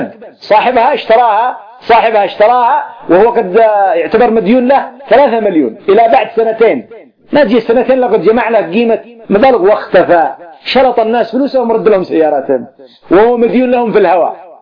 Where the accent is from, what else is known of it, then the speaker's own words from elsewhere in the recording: Yemen; كان عندنا في اليمن قبل منذ 20 سنة